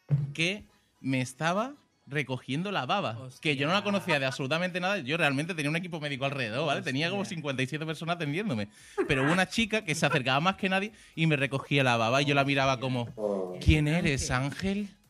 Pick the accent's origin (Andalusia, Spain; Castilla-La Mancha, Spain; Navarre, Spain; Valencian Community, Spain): Valencian Community, Spain; Valencia; Bueno, claro, ten en cuenta que yo me crié en Valencia.